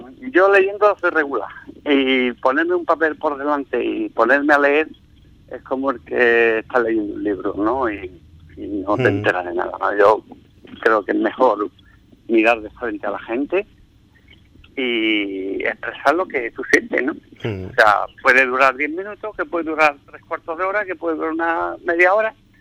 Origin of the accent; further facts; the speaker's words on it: Ubrique, Andalusia, Spain; en mi pueblo, pues bueno, empezaré, supongo, a recordar pues toda mi infancia, porque mi infancia ha sido en Ubrique, sin duda.